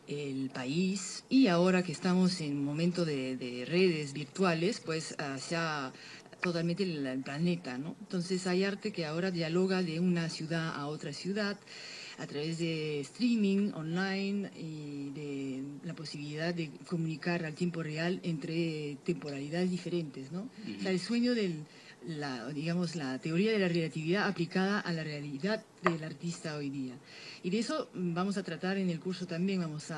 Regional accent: Paris, Île-de-France, France; also born or lived in Barcelona; now in Lima, Peru; yo vengo de Europa, donde vengo de París, que supuestamente es la ciudad del flaneur, del paseo.

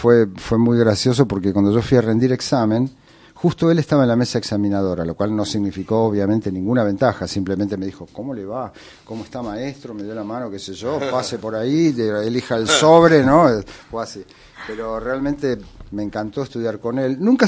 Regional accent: Buenos Aires, Argentina; born there; Y el tango es parte nuestra, los porteños. Yo nací en Palermo.

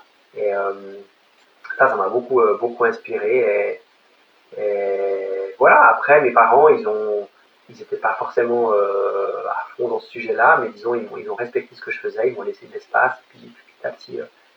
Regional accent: Lake Geneva area, Switzerland; je viens de Suisse, j'ai grandi au bord du lac Léman, donc en face de la Haute-Savoie

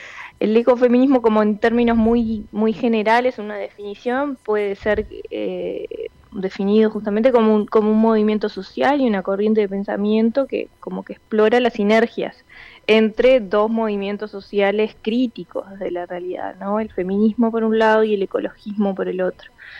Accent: Montevideo, Uruguay; now in Salto, Uruguay; Yo soy de Montevideo y me acabo de mudar a Salto.

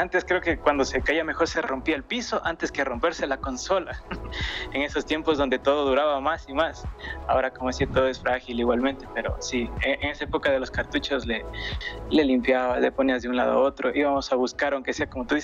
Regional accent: Riobamba, Chimborazo, Ecuador; Soy de Ecuador, de Riobamba, no sé si conozcan, es un pueblo chiquitito, pero bueno, yo soy de esa parte.

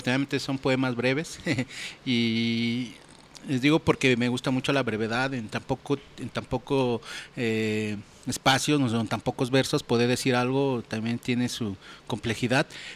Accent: Santa Clara, State of Mexico, Mexico; surge esta banda en el municipio de Catepec, en la comunidad de Santa Clara, de donde yo soy.

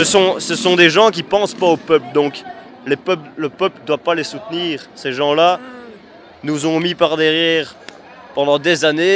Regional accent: Wallonia, Belgium; Moi, je suis wallon

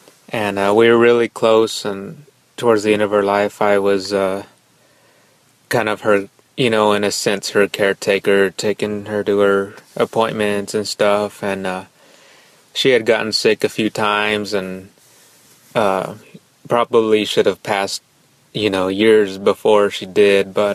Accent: San Antonio, Texas, United States; I'm from San Antonio, Texas.

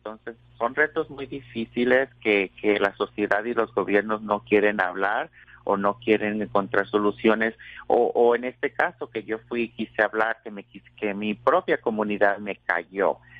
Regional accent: Mexico; moved away; yo he estado involucrada en mi comunidad desde que me vine de México. Hace ya pues más de 15 años, ¿verdad? Cuando vine a este país

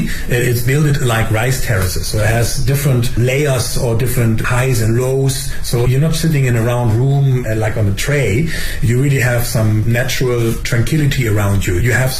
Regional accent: Germany; I mean, I'm from Germany.

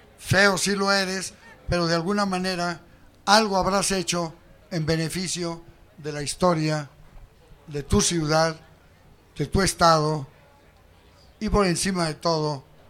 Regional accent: Mexico; que fue formado en la escuela juarista, que sigo siendo juarista y que por encima de todas las cosas, pues soy mexicano. Muy mexicanista

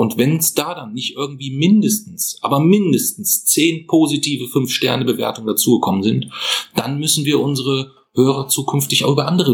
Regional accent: Bavaria, Germany; Wir sind aus Franken. Wir sind aus Franken, nee, da gibt's keine Rentiere.

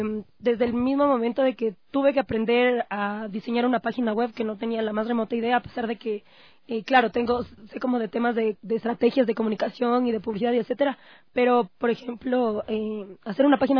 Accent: Ecuador; nosotros como ecuatorianos podamos tener

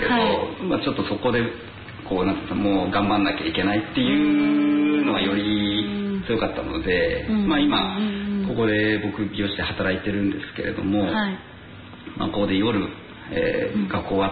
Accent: Akita, Japan; moved away as an adult; 僕秋田県出身なんですけど、

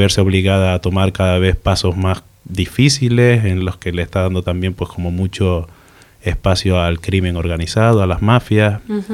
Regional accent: Canary Islands, Spain; now in Mexico; No, yo soy de Islas Canarias.

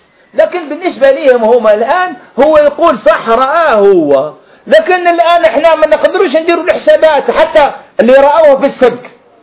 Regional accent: Algeria; هذا حصل عندنا في الجزائر هنا

